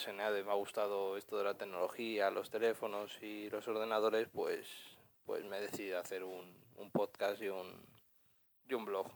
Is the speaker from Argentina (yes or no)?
no; Madrid, Community of Madrid, Spain; tengo 32 años, soy de Madrid.